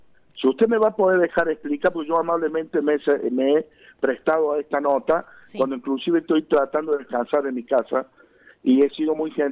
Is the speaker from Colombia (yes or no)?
no; Córdoba, Argentina; como cualquier vecino que soy nacido de esta provincia y de este departamento, que soy nacido en Punilla